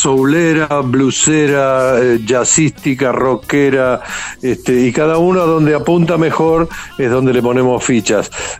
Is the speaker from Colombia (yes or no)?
no; Buenos Aires, Argentina; yo soy de Boedo, y, sí, y la sala de ensayo la tenemos aquí.